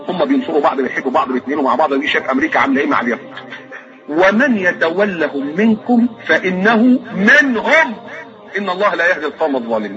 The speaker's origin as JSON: {"language": "Arabic", "country": "Egypt", "said": "انا مكسوف وانا قاعد ان انا ابقى مصري"}